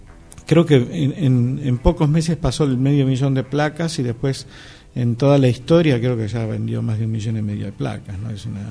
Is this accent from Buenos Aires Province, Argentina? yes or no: no; Cosquín, Córdoba, Argentina; born there; Yo nací en Cosquín en el 67